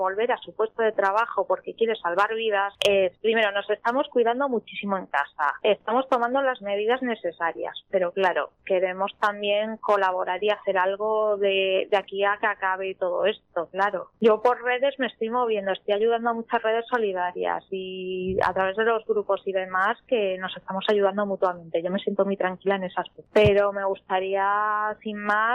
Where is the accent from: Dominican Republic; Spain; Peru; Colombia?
Spain; Canillas de Albaida, Andalusia; a la gente de mi pueblo, Canillas de Albaida, Málaga, que les quiero un montón. Esto está en Andalucía, por cierto.